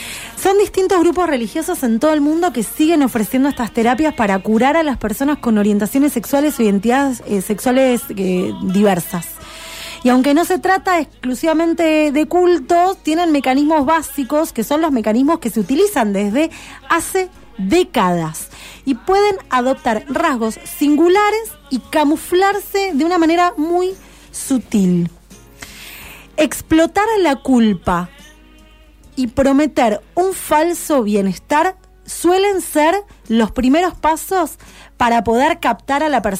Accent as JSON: {"language": "Spanish", "region": "Buenos Aires", "country": "Argentina", "tie": "born or raised there", "said": "Yo, en ese momento, estaba viviendo en Buenos Aires. Mi infancia es en Buenos Aires."}